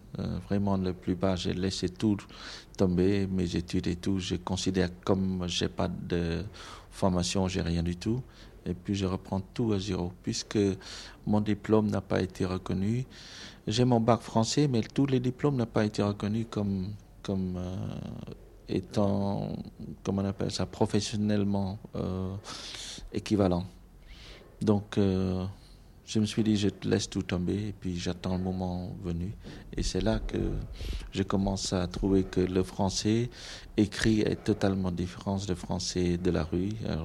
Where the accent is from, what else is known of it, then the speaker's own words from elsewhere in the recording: Cambodia; moved away as an adult; now in France; j'ai décidé de prolonger mes études en France. C'est là que j'ai quitté le Cambodge pour arriver en France avec vraiment très peu de moyens.